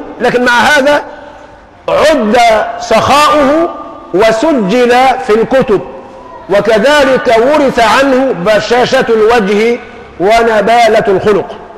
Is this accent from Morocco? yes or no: no; Egypt; أنا مصري خايب، عارف خايب يعني إيه؟ الإنجليزي عندي ضعيف، قراءة مش نطق.